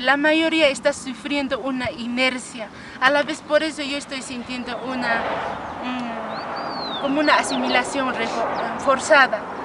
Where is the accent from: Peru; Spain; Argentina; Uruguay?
Peru; Chinchero, Cusco; saben que soy de Chinchero